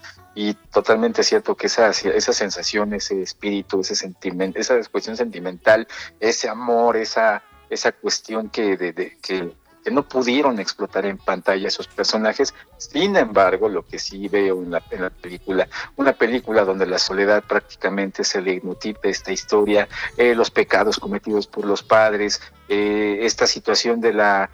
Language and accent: Spanish; Mexico; forma parte de nuestro tuétano de identidad como mexicano.